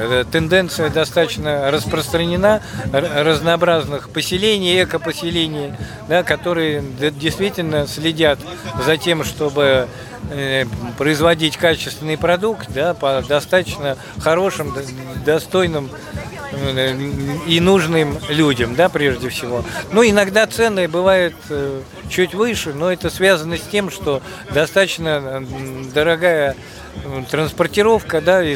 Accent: Moscow, Russia; Мы сами непосредственно из Москвы

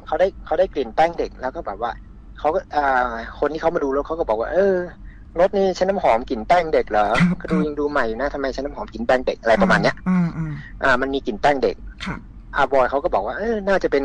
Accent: Northern Thailand, Thailand; ใช่ครับโอ้อย่างผมคนเหนือนี่พี่ไม่ต้องพูดถึงครับขาขึ้นฮะไม่กระดิก

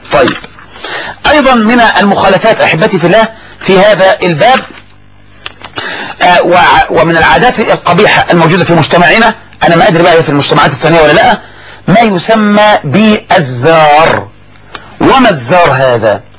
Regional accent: Egypt; ولهذا الذي يجري عندنا في مصر لما يموت الاب

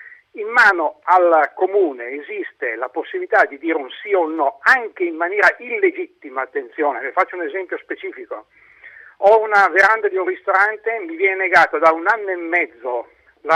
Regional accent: Lombardy, Italy; sono da Lombardo, non sono veneto.

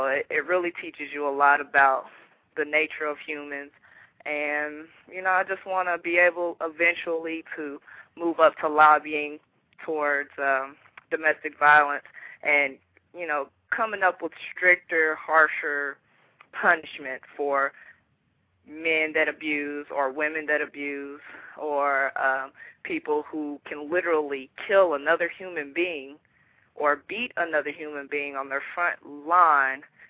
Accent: Dayton, Ohio, United States; born there; also born or lived in Louisville, United States; now in Jacksonville, United States; Okay, well, I'm 28. I just recently moved to Jacksonville in September. Originally, I was born in Dayton, Ohio, but I moved to Louisville.

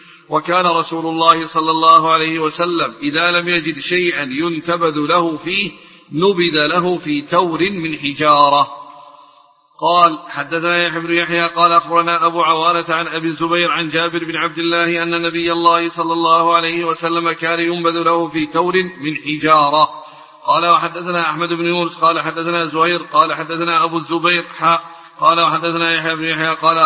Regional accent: Yemen; الدباء لا زالت تستعمل اليوم عندنا في اليمن في البوادي في خض الحليب

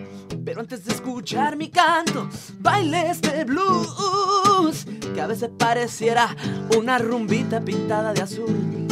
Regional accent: Querétaro, Mexico; also born or lived in Mexico City; now in Spain; Yo nací en el DF. Uh-huh. Y luego a los 5 años yo padecí de asma y mis padres decidieron que toda la familia nos teníamos que cambiar de ciudad

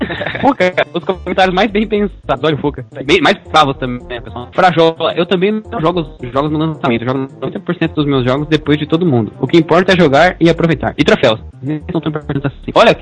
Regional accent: Canoas, Rio Grande do Sul, Brazil; dependendo da rede social, caraca. … Sou de Canoas, Rio Grande do Sul, e tenho 22 anos

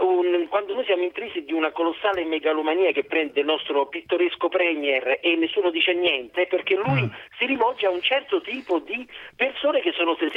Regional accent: Lazio, Italy; In Ciociaria, esatto, al mio paese.

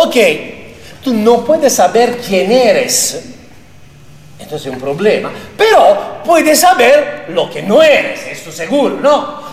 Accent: Mexico; yo, como mexicano

